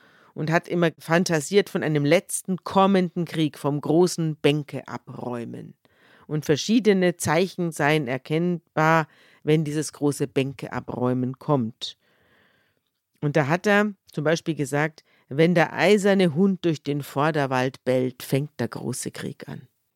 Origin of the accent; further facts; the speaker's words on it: Bavaria, Germany; wir sind ja beide aus Bayern